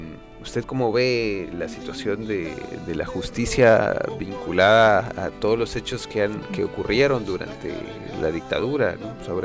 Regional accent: Guatemala; por comentar el contexto de donde vengo, ¿no? Guatemala al final se parece mucho a la situación chilena

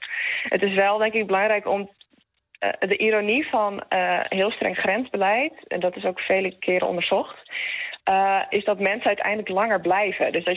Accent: Netherlands; Ik mag als Nederlander heel relatief veel vrij bewegen.

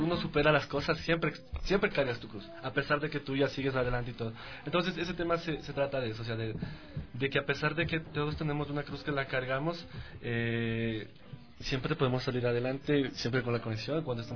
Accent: Quito, Pichincha, Ecuador; Yo soy del Comité del Pueblo.

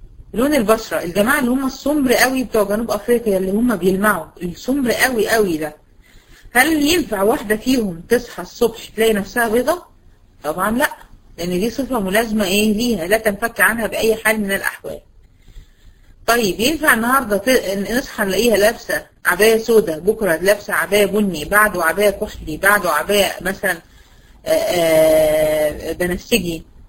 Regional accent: Egypt; بنسميه عندنا في مصر الاسترجي

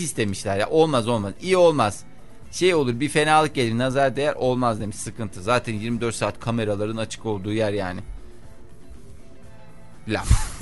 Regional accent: İzmir, Turkey; also born or lived in Ankara

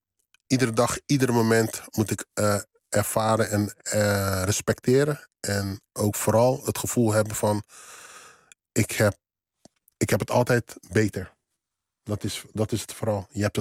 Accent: Netherlands; born there; ja, ik ben in Nederland geboren.

